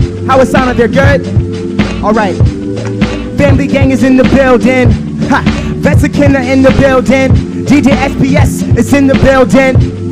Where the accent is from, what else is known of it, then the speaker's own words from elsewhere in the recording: Fredericksburg, Virginia, United States; Once again … from Fredericksburg, Virginia.